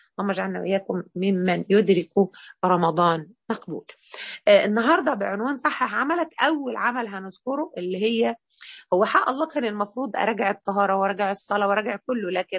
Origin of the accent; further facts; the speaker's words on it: Egypt; كده منطقة فيها إشكالية عندنا احنا في مصر، مش في كل الدول على فكرة